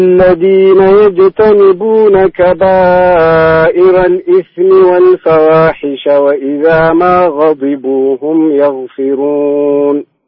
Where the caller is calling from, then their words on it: Jeddah, Makkah Province, Saudi Arabia; أنا من جدة أكلمكم.